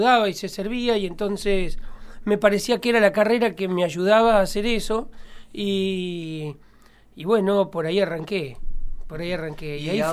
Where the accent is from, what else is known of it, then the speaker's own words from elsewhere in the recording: Córdoba, Argentina; Yo nací en un pueblito que hoy tiene 250 habitantes en la provincia de Córdoba.